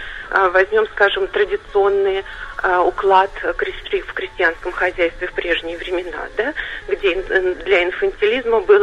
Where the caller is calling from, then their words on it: Sergiev Posad, Moscow Oblast, Russia; Да, я дозвонилась из Сергиева Посада.